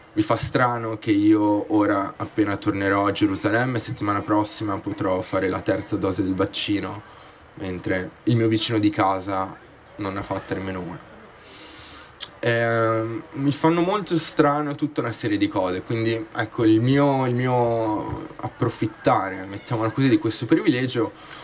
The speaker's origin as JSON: {"language": "Italian", "town": "Milan", "region": "Lombardy", "country": "Italy", "tie": "born there", "also_born_or_lived": "Israel", "said": "ho 29 anni, sono nato a Milano e ho vissuto in Israele a più riprese"}